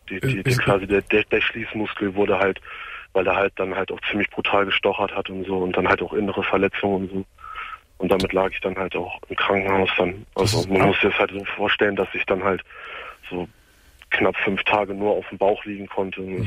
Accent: Braunschweig, Lower Saxony, Germany; Ich komme aus Braunschweig und ich war viele Jahre lang Hooligan in Braunschweig.

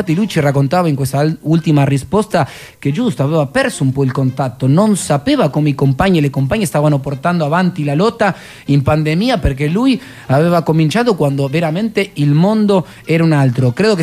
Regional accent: Argentina; now in Italy; siendo argentino

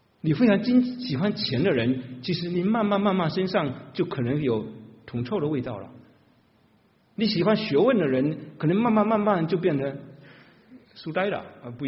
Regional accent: China; 神怜悯像我这样中国大陆背景的，在敬拜上受过扭曲的一代人

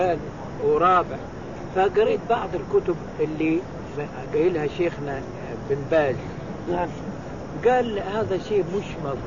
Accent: Egypt; أنا جاي من مصر وجيت محرم من الميقات

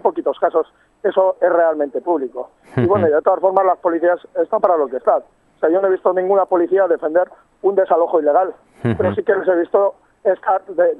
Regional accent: Basauri, Basque Country, Spain; Yo soy basauritarra, soy de Basauri.

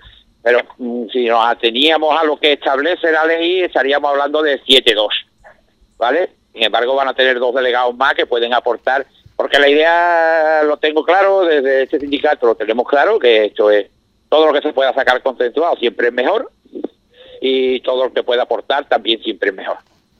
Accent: Jerez de la Frontera, Andalusia, Spain; yo soy de Jerez

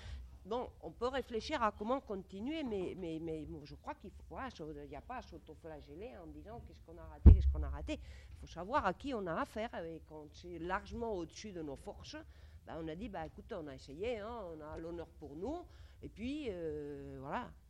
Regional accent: Spain; born there; French is a second language; Moi, je suis espagnole, je suis née en 51, sous Franco.

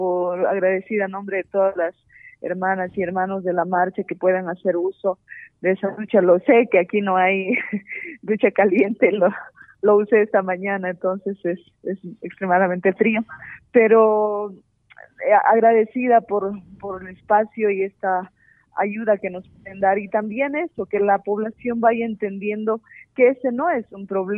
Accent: Bolivia; somos los bolivianos verdaderamente

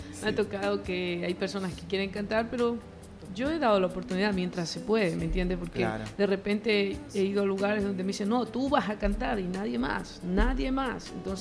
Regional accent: Ecuador; now in Westchester, United States; Soy ecuatoriana y estoy ahora en el condado de Westchester sirviéndole al Señor también.

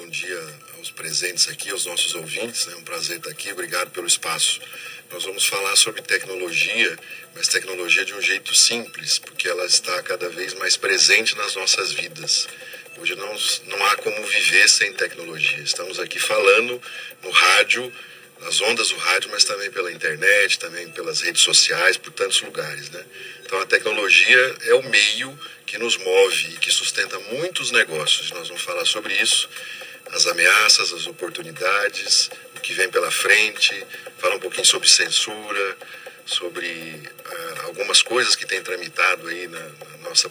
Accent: Marialva, Paraná, Brazil; Eu sou de Marialva.

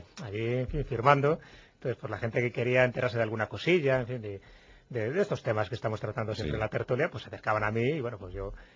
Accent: León, Castile and León, Spain; estaba en mi tierra ahí en León con mis paisanos

